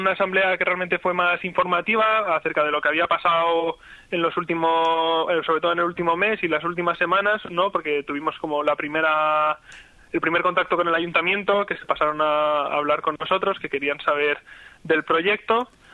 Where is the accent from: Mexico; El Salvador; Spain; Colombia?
Spain; Madrid, Community of Madrid; Yo vengo de Madrid, y bueno, ahora me había mudado